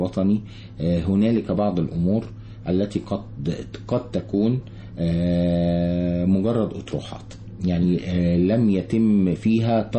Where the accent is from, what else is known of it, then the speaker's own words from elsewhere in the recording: Egypt; أنا مواطن مصري ذو خبرة في مجال معين